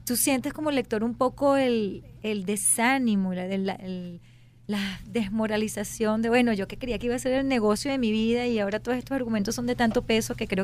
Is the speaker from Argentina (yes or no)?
no; Venezuela; también está desmitificando muchas de las cosas de cómo nos vemos los venezolanos